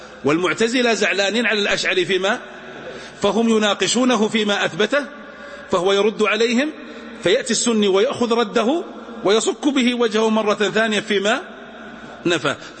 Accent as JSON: {"language": "Arabic", "region": "Najd", "country": "Saudi Arabia", "said": "أتنقلنا إن عندنا في نجد يقولون"}